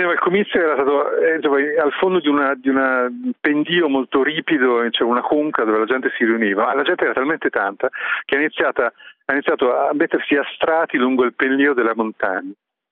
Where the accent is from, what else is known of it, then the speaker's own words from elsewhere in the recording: South Africa; io vengo dal Sudafrica, dove tutti quanti sanno che è un paese che, sì, estremamente, dove c'è il crimine